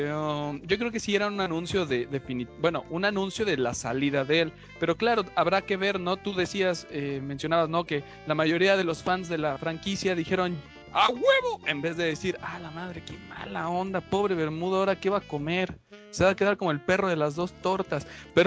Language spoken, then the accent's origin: Spanish; Mexico; La verdad es de que como mexicanos, en 2005, yo empecé a jugar